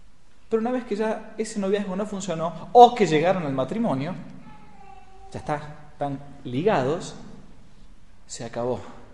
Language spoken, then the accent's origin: Spanish; Buenos Aires, Argentina; now in San Rafael, Argentina; De donde yo vengo, en Buenos Aires, uno cava un poco y fácilmente llega al medio metro de tierra.